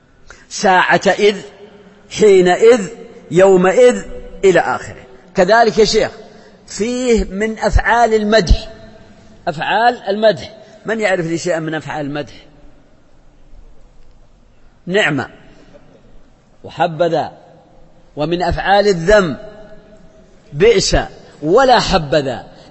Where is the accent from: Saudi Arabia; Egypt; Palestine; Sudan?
Saudi Arabia; south; وأنا من الجنوب وأعرف هذا